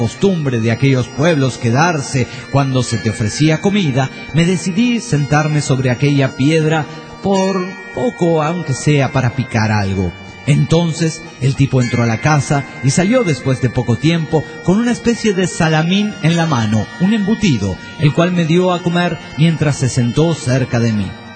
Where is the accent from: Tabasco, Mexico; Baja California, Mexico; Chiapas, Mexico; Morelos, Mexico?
Tabasco, Mexico; Villahermosa; de Villahermosa, Tabasco, México.